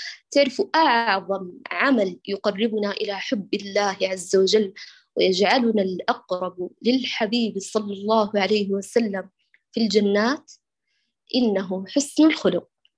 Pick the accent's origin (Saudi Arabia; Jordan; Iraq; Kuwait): Saudi Arabia; Mecca, Makkah Province; born there; والله اشتقت لمكة، هي مسقط رأسي والمكان الذي ولدت فيه، ولكن حاليا أنا في الجنوب بين أبها وخميس مشيب